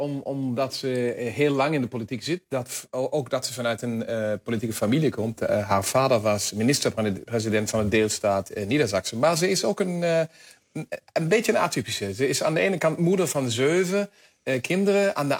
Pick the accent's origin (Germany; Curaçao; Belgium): Germany; Dutch is a second language; Nee, maar zo zijn we Duitsers dan natuurlijk ook.